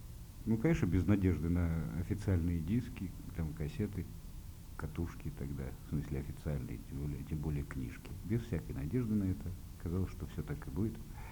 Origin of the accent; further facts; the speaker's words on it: Moscow Oblast, Russia; born there; ровно через 20 дней исполнится 54 года. Родился я в Подмосковье.